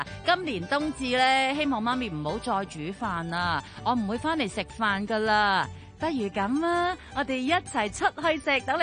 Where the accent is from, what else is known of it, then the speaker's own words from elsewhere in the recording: Hong Kong; 我覺得其實我哋香港人有好多嘢係可以令到大家即會更加有呢一啲咁樣嘅